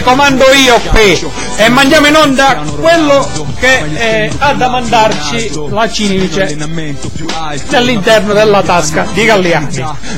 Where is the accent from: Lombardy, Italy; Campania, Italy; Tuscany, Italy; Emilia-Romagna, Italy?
Campania, Italy; Avellino; se no io che sono di Avellino potrei dire Napoli in merda, ma non lo dico.